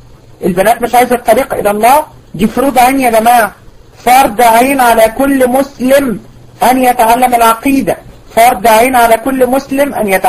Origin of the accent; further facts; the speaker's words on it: Egypt; احنا كميه موت الفجأة اللي بقت عندنا في مصر غير طبيعيه